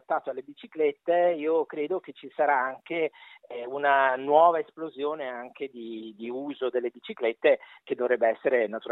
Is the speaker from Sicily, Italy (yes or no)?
no; Naples, Campania, Italy; Io che sono napoletano e già conosco l'attitudine a sud di uso dell'auto privata